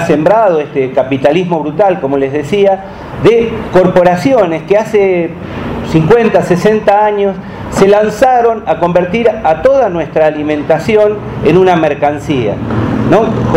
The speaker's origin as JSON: {"language": "Spanish", "town": "Marcos Paz", "region": "Buenos Aires Province", "country": "Argentina", "said": "vengo de Marcos Paz, en la provincia de Buenos Aires, Argentina, en plena zona de cultivo de la soya"}